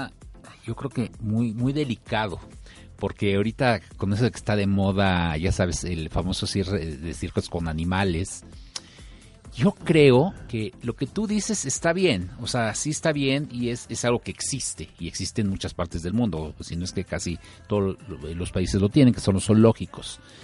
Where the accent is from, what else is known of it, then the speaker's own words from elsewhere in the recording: Mexico; nosotros como profesionistas, como mexicanos